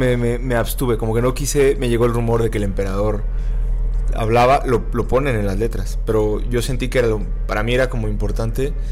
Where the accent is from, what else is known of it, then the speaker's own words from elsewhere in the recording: Mexico; Como buena gente mexicana, no me programé en tiempo y forma.